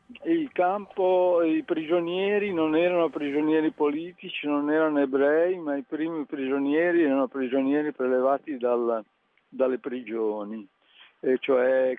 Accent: Genoa, Liguria, Italy; Io sono di Genova.

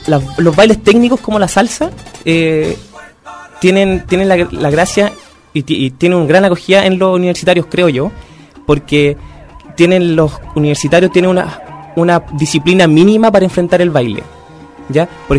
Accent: Chile; inherentes a nuestro código genético, casi como chileno

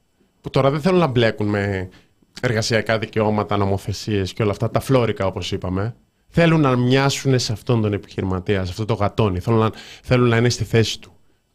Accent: Rhodes, South Aegean, Greece; Είμαι από Ρόδο και ξέρω πως για να κάτσεις οπουδήποτε κοντά στη θάλασσα πρέπει να κάνεις κατανάλωση τουλάχιστον 200 ευρώ.

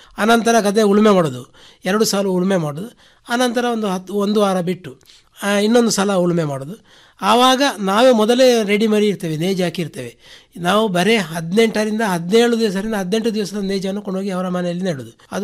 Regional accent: Puttur, Karnataka, India; ಬೇಕಾದಲ್ಲಿ ಯಾರಾದರೂ ಹತ್ತಿರ ಇದ್ದರೆ ನಮ್ಮ ಊರ ಪುತ್ತೂರು ತಾಲೂಕಿನ ಆಸ್ಪಾಸಿನಲ್ಲಿ ಎಲ್ಲಿ ಇದ್ದರೂ ನಾವೇ ಮಾಡಿಕೊಡುವಂಥ ವ್ಯವಸ್ಥೆಯನ್ನು ಖಂಡಿತ ಮಾಡ್ತೇವೆ

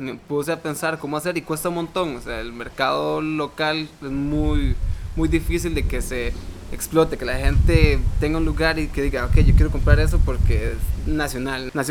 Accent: Costa Rica; nosotros como personas, como costarricenses, tenemos también la capacidad de crear nuestras propias marcas

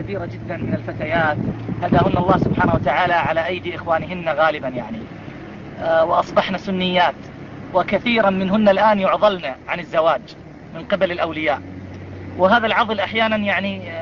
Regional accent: Iraq; انه عندنا في العراق يعني عدد ليس قليل

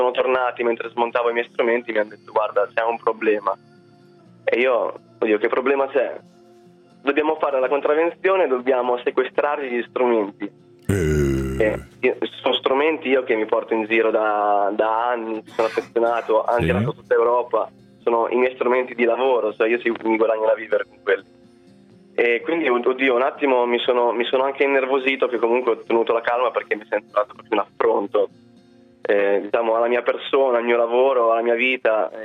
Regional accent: Rimini, Emilia-Romagna, Italy; No, sono di Rimini, di origine.

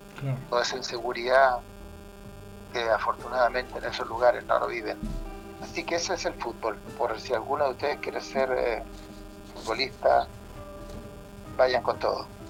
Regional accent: Talca, Maule, Chile; Di la vuelta olímpica en Talca, mi ciudad natal

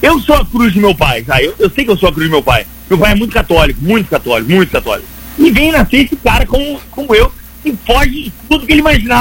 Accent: Rio de Janeiro, Brazil; Eu falo assim, eu nasci falando assim, eu sou carioca, eu sou do subúrbio do Rio de Janeiro, é assim que eu falo.

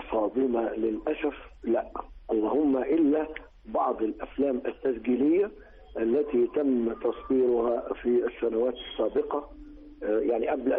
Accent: Egypt; وده اللي كنت أنا كمواطن مصري وسينمائي أتوقعه

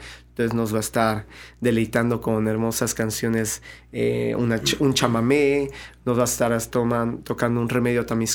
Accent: Veracruz, Mexico; aquí en Veracruz pues somos jarochos, yo también bailo folclore y soy orgullosamente jarocho, y yo escucho música de mi tierra

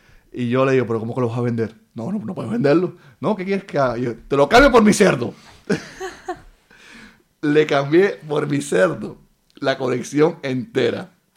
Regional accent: Cuba; now in Spain; en mi país, en Cuba, he dejado un listado pegado en mi biblioteca de los libros que debía leer.

